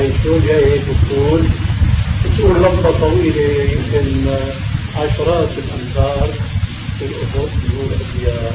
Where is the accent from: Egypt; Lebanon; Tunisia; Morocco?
Morocco; Meknes, Fès-Meknès; في بلدي مكناس مغرب